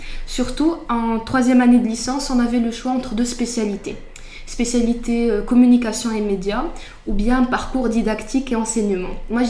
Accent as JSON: {"language": "French", "town": "Casablanca", "region": "Casablanca-Settat", "country": "Morocco", "said": "j'ai 21 ans, je suis de Casablanca. Je suis marocaine"}